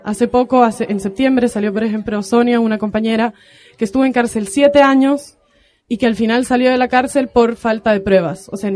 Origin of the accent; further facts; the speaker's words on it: El Salvador; soy de El Salvador.